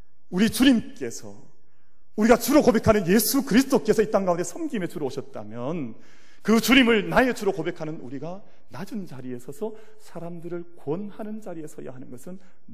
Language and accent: Korean; Gyeongsang, South Korea; 그래도 내가 경상도 남자 이러면 안 되지 참는 거예요